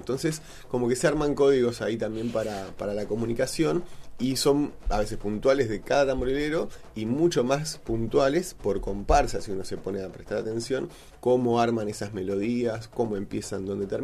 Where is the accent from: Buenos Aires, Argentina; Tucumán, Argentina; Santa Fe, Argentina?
Buenos Aires, Argentina; born there; Nosotros nacimos en Buenos Aires, en mi caso en un departamento, en otras casas, en casas de familias, no en un contexto cultural de un barrio montevideano, mucho menos de una familia candombera uruguaya